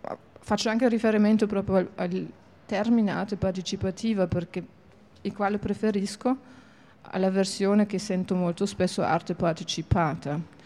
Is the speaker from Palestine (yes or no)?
no; Germany; Italian is a second language; non sono italiana ma tedesca, vengo dal mondo di Immanuel Kant